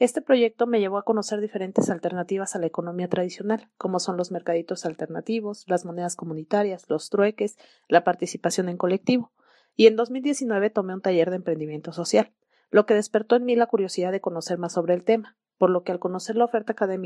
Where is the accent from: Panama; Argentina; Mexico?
Mexico; San Cristóbal de las Casas, Chiapas; also born or lived in Puebla; Soy originaria de San Cristóbal de las Casas. Estudié en Puebla la licenciatura en Ingeniería Química